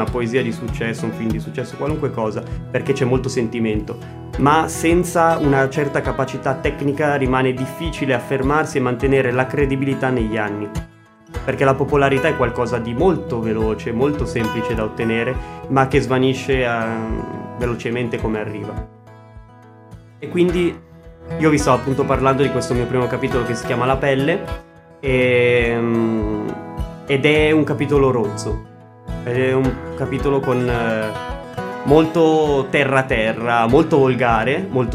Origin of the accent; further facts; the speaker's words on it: Erba, Lombardy, Italy; a Erba, perché io sono originario di Erba, sono nato.